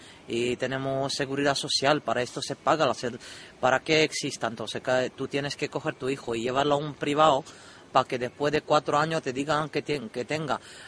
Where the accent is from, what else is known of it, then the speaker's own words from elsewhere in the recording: Czechia; now in Canary Islands, Spain; Yo soy de República Checa.